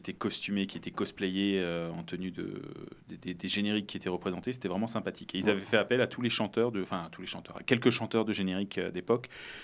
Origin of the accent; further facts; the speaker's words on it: Mulhouse, Grand Est, France; Donc, moi, je viens de Mulhouse.